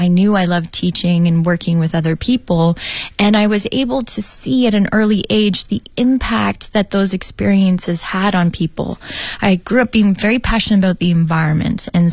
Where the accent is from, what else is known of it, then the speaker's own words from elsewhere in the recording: Canada; I didn't view them as different because we are all Canadian and equally Canadian.